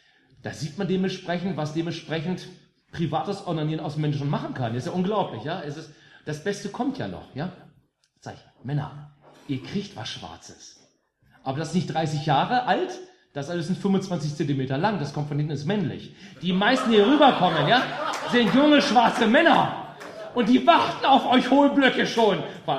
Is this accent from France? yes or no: no; West Germany, Germany; born there; Ich bin im Westen geboren.